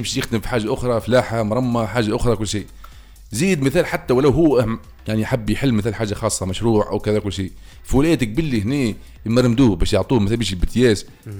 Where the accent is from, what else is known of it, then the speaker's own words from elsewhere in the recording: Tunisia; ما أنا إلا توانسة كما توانسة